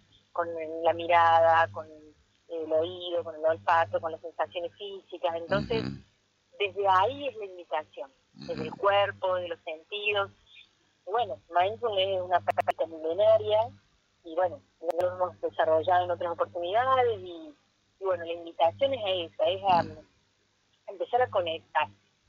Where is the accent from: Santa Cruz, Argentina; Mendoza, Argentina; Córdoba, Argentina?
Córdoba, Argentina; Hemos sido compañeras de la facultad, somos cordobesas